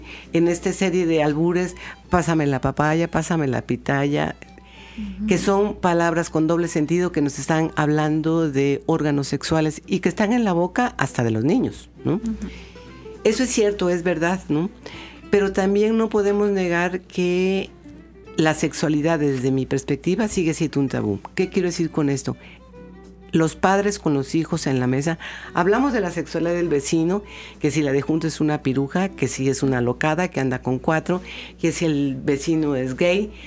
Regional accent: Veracruz, Mexico; Creo que en nuestro estado la sexualidad sigue siendo un tabú, ¿no? Dicen que los veracruzanos somos, y las veracruzanas muy jariosas

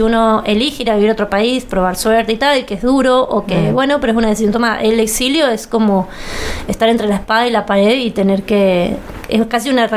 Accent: Argentina; Siendo argentinos, tal vez tal en otros países.

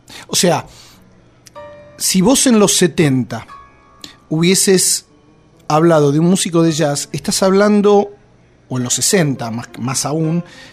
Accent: Argentina; la desgracia de meterme con el tango y con lo dogmáticos que somos los argentinos

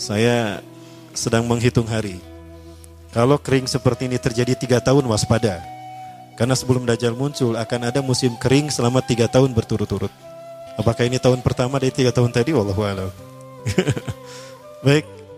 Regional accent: Bandung, West Java, Indonesia; born there; Kayak saya lahir di Bandung, Al-Bandungi.

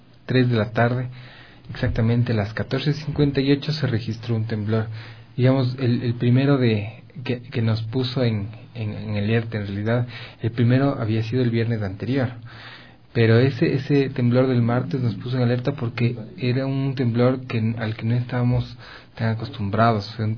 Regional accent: Quito, Pichincha, Ecuador; Esta serie de sismos nos han puesto alerta como quiteños, porque Quito ya ha registrado de actividad sísmica de gran intensidad

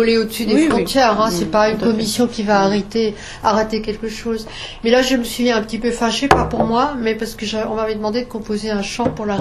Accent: Grand Est, France; accent: Alsatian; Bon, avec notre accent alsacien, hein.

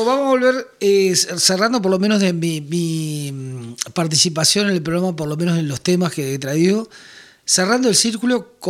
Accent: Uruguay; acá en Uruguay decimos terraja, ¿viste?

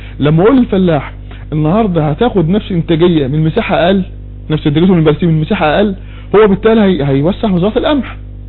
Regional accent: Egypt; اللي عندنا في مصر

